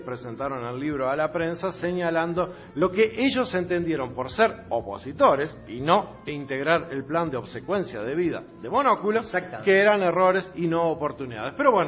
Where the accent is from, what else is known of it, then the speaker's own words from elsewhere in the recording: Uruguay; Uno puede ir como uruguayo por el mundo y decir, yo vengo de un clima que tiene cuatro estaciones.